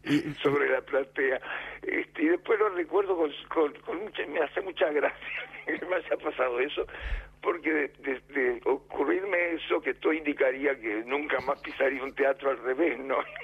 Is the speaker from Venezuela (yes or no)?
no; Uruguay; En el Solís de Montevideo, yo soy uruguayo.